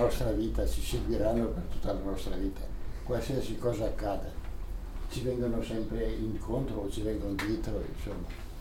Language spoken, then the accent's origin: Italian; Bolzano, Trentino-Alto Adige, Italy; born there; E sono nato a Bolzano